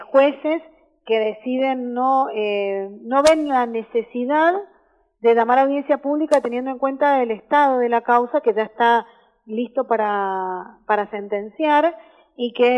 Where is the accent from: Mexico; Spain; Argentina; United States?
Argentina; Como argentinos sabemos salir adelante